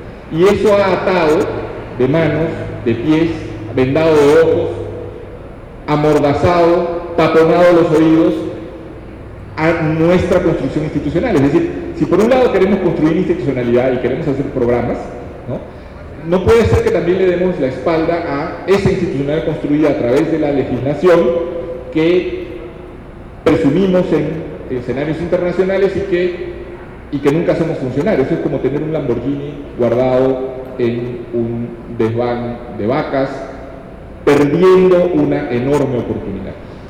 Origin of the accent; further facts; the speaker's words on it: Peru; porque yo siendo peruano no quiero desaprovechar la oportunidad.